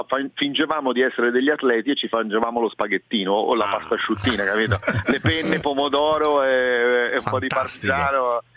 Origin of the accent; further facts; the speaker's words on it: Florence, Tuscany, Italy; Anche in questo sono fiorentino centrico, toscano centrico